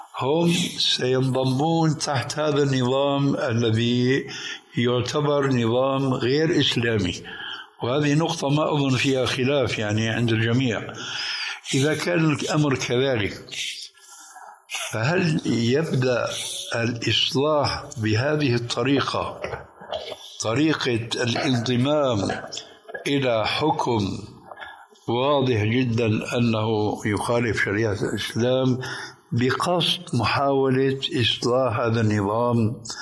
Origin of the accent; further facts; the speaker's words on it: Syria; وصل الأمر عندنا في سوريا